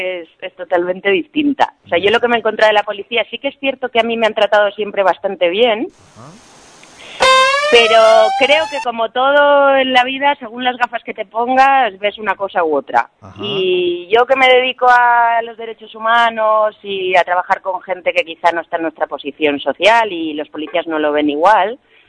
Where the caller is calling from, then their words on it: Barcelona, Catalonia, Spain; de Barcelona.